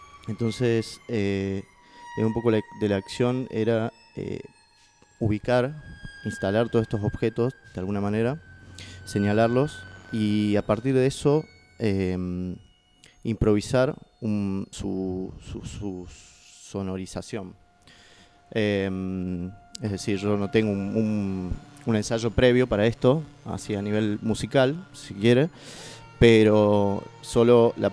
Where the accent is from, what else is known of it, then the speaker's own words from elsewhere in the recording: Catamarca, Argentina; now in Córdoba, Argentina; soy artista nacido y criado en Catamarca, en el noreste de Argentina, pero ya resido en Córdoba hace 12 años aproximadamente, mitad cordobés, mitad catamarqueño.